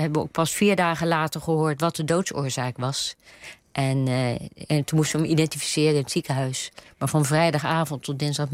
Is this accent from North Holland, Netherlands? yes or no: no; Rotterdam, South Holland, Netherlands; ik kom niet uit Brabant, ik ben Rotterdamse.